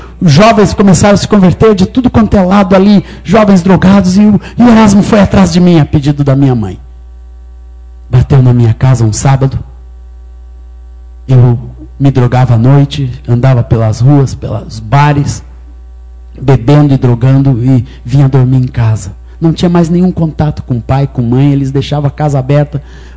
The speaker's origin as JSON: {"language": "Portuguese", "region": "Minas Gerais", "country": "Brazil", "tie": "born there", "said": "E eu sou mineiro, nasci em Minas Gerais, no ano de 1958. E minha mãe era evangélica, meu pai judeu, ateu"}